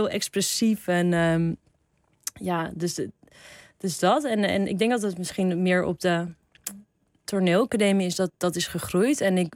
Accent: Heemstede, North Holland, Netherlands; Heemstede.

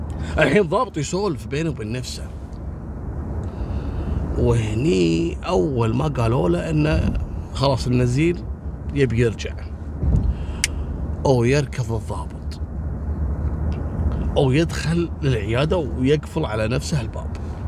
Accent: Kuwait; أنا سبق أني ذكرتها عندنا في الكويت.

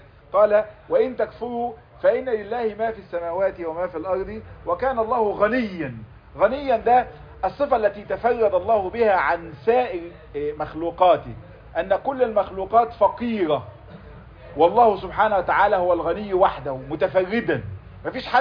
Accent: Egypt; احنا للأسف عندنا في مصر موضوع التسبيح بحمد الناس ده فيه زيادة شوي

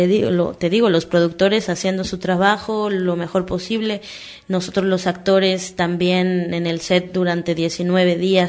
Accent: Mexico; Pero a la vez también como mexicano

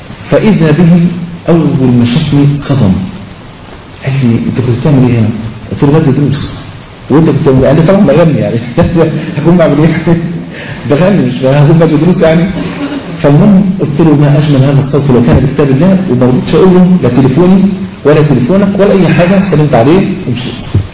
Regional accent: Egypt; فلقيت مطرب من اشهر المطربين عندنا في مصر

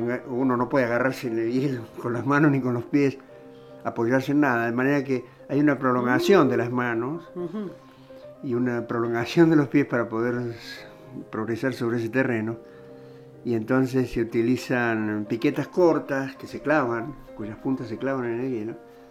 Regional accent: Córdoba, Argentina; also born or lived in Rafaela; Soy cordobés, exacto.

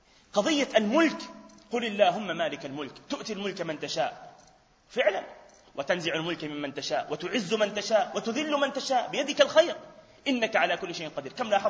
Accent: Palestine; حتى لفظة قاضي القضاء المنتشرة عندنا في فلسطين

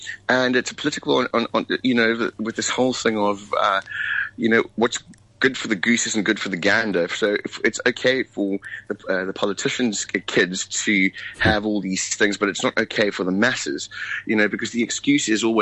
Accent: South Africa; And we would say we were from South Africa.

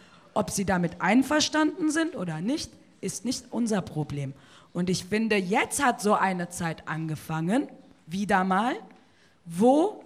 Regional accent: North Rhine-Westphalia, Germany; ich komme aus Nordrhein-Westfalen, Schlusspunkt aus, ob es dir passt oder nicht.

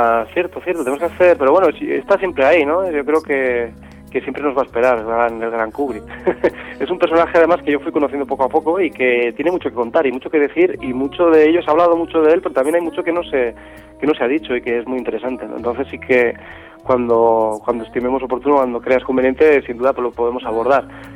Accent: Pamplona, Navarre, Spain; born there; de apellido y nacimiento, como suelo decir, pero sobre todo ciudadano del mundo

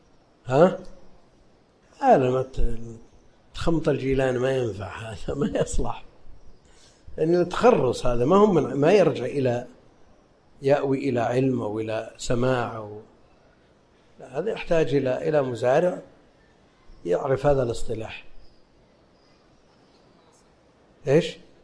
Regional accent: Najd, Saudi Arabia; لأن هذا معروف عندنا في نجد

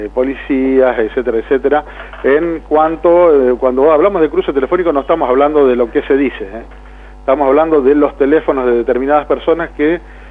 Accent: Saladillo, Buenos Aires Province, Argentina; todos somos de Saladillo, o sea, somos de acá.

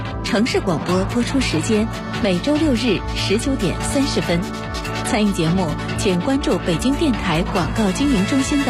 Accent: China; 其实我们中国人啊特别讲究吉祥话啊、吉祥祝福啊这些寓意的东西哈

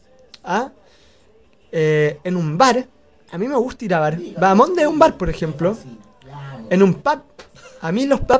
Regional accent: Ñuñoa, Santiago Metropolitan, Chile; Bueno, nosotros somos de Ñuñoa.

